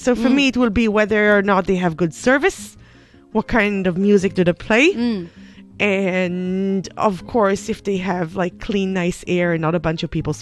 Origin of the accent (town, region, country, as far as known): Israel; English is a second language